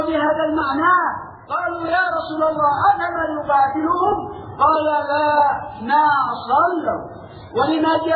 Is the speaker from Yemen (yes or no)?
yes; Yemen; انظروا دعوة الشيعة عندنا باليمن